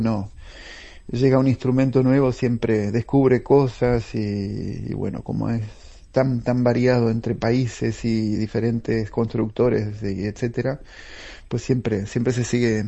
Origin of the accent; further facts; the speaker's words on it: Paysandú, Uruguay; yo crecí en Paysandú, en la Plaza Constitución, justo en la iglesia, frente a donde está la iglesia principal, que es donde está el órgano.